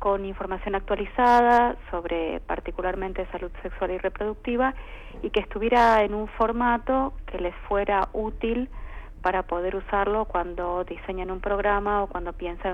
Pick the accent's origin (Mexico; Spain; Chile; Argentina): Argentina; la verdad que nosotros como argentinos nos tiene que interesar mirar al interior de cada una de las provincias